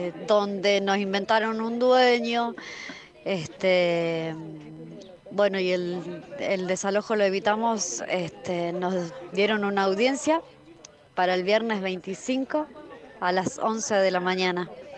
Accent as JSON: {"language": "Spanish", "town": "Rosario", "region": "Santa Fe", "country": "Argentina", "said": "de Rosario, del barrio República de La Sexta."}